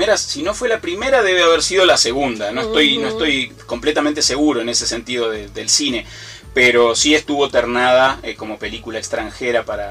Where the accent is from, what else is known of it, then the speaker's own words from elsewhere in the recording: Argentina; now in Ecuador; yo, que soy argentino, ya vivía acá en Ecuador cuando surge la posibilidad de hacer este trabajo